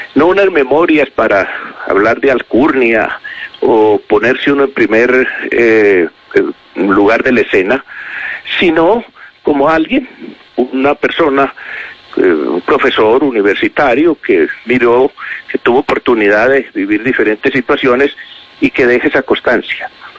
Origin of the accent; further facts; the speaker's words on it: Medellín, Antioquia, Colombia; born there; Medellín tenía, imagínese usted, 200.000 habitantes. Yo nací en Medellín. Colombia tenía 8 millones de habitantes.